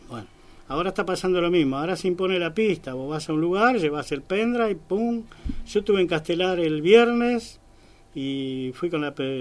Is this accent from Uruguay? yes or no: yes; Uruguay; Después, a los 14 años, empecé a estudiar guitarra en Montevideo. Yo soy de Uruguay, como sabrán